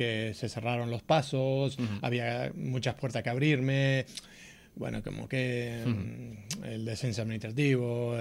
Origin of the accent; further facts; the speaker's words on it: Miramar, Buenos Aires Province, Argentina; born there; No, soy argentino, nacido en la ciudad de Miramar, la provincia de Buenos Aires.